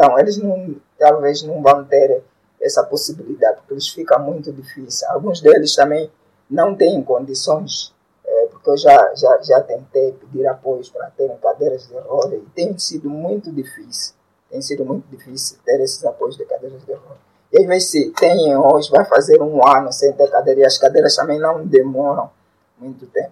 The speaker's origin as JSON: {"language": "Portuguese", "town": "Cazenga", "region": "Luanda", "country": "Angola", "said": "conhecer o Sr. Felisberto foi através de uma palestra que foi do empreendedor, também num Cazenga, sou do Cazenga."}